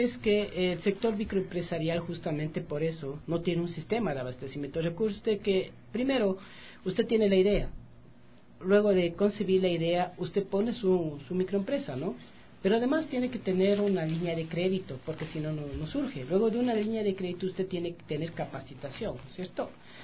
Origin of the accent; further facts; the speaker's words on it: Quito, Pichincha, Ecuador; Entonces acá tiene de San Blas, allá tiene el Tejar, acá tiene del América. Ajá. Soy de la Vicentina.